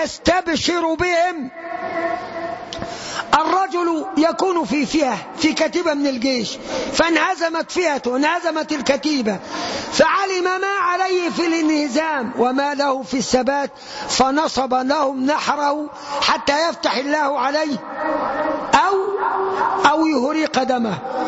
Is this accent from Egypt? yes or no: yes; Egypt; 65% مننا كمصريين، وأنا طبيب بشري،